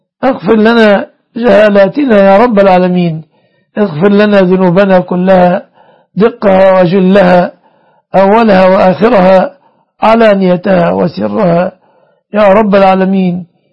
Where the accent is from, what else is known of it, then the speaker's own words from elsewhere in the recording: Egypt; اللهم احفظ بلادنا مصر وسائر بلاد المسلمين